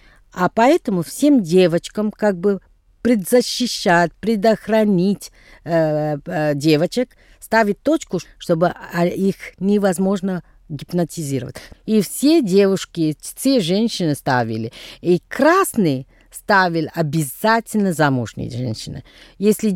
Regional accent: Tamil Nadu, India; Russian is a second language; у нас Новый год в Южной Индии. Как, где я происхожу из Тамильнаду.

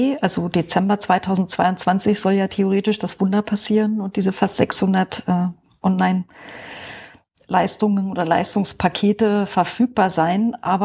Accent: Brandenburg, Germany; ich bin aus Brandenburg da aufgewachsen, habe mich ein bisschen rumgetrieben in der Welt und bin jetzt aber wieder in Brandenburg gelandet seit einiger Zeit, wohne im Norden von Berlin, kurz vor MacPom.

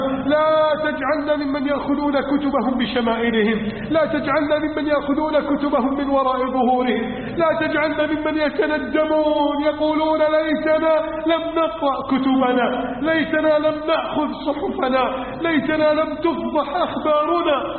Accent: Egypt

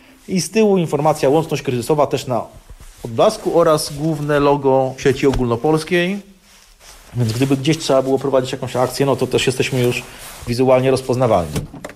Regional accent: Warsaw, Masovian Voivodeship, Poland; Jestem z dziada pradziada rodowitym rodakiem warszawskim, tak to powiem. Wychowałem się na Mokotowie

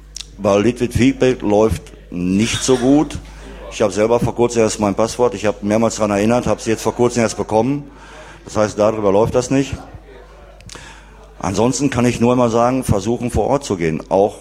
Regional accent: Wanne-Eickel, North Rhine-Westphalia, Germany; Ich komme aus Wanne-Eickel, nicht Herne. Ich bin 48 Jahre alt

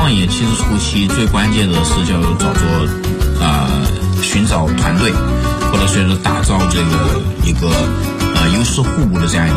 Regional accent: Inner Mongolia, China; 因为我来自农村嘛，我来自内蒙古的一个蛮偏僻的一个农村，所以我家庭各方面都是非常非常普通的这样一个家庭。

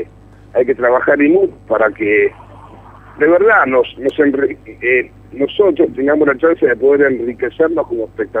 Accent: Buenos Aires, Argentina; yo como espectador porteño tengo pocas chances de ver cine francés

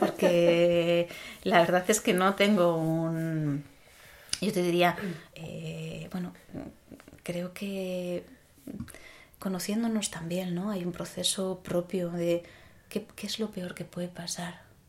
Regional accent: Castile, Spain; Yo vengo de un pueblo de Castilla donde se velaban los cuerpos en casa y se amortajaban en casa y el cuerpo no se iba hasta que no se enterraba.

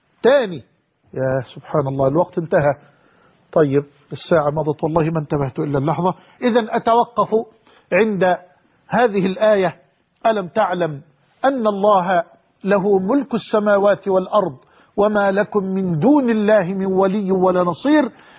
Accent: Egypt; وأسأل الله سبحانه وتعالى أن يحفظ بلدنا مصر

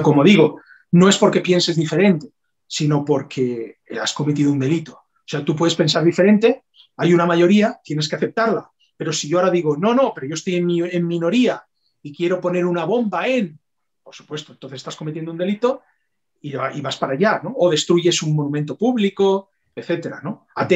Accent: Tarragona, Catalonia, Spain; que no, que soy de Tarragona.

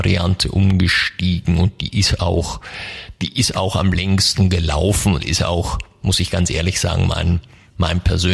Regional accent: Germany; Ich komme aus der Nähe von Mannheim in Deutschland.

